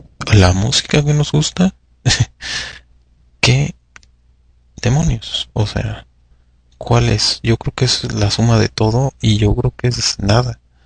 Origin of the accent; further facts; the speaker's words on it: Mexico; ¿Está involucrado el sentimiento de ser mexicano? ¿Qué es lo que nos define como mexicanos?